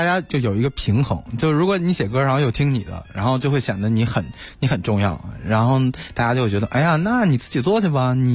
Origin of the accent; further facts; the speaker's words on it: Yanshan, Beijing, China; 因为我小时候在那个燕山长大的，就是一个工业区房山那边，然后就基本上四面环山，所以看见山就觉得特别亲切。